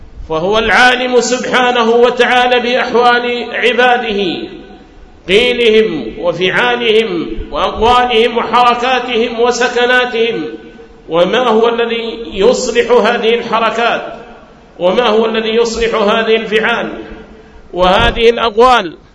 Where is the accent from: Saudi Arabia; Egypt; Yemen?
Yemen; Hadhramaut; أن جعل في بلادي حضرموت دعاة على بصيرة، دعاة على علم